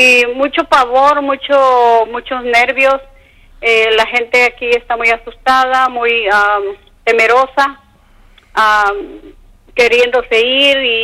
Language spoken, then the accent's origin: Spanish; Guerrero, Mexico; now in United States; Yo soy del estado de Guerrero, pero ya tengo muchos años aquí, soy ciudadana americana de aquí